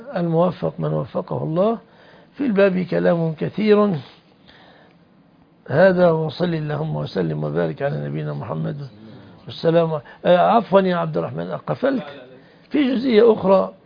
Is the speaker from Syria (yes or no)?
no; Egypt; أنا رجل مصري لا أعرف مشاكلكم، أنا جاي من مصر